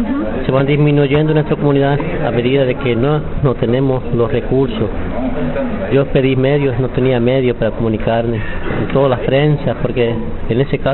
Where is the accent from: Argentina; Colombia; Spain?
Argentina; Estanislao del Campo, Formosa; yo soy de jurisdicción de Estanislao del Campo, provincia de Formosa. Vivo en una comunidad